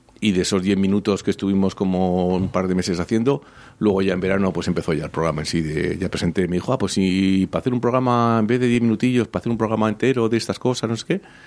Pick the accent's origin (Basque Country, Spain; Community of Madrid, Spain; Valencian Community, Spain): Basque Country, Spain; contar los solidarios que somos los vascos y eso